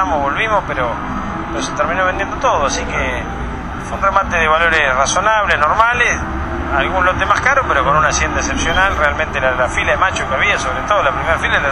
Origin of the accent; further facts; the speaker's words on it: Olavarría, Buenos Aires Province, Argentina; Hay hacienda ahí de Olavarría, porque soy de Olavarría